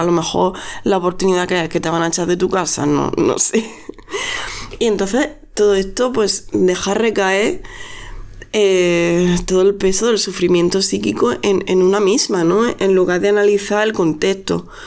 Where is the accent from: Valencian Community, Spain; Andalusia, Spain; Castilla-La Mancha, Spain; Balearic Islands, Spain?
Andalusia, Spain; now in Catalonia, Spain; Porque aquí somos muchas andaluzas las que estamos aquí en Cataluña.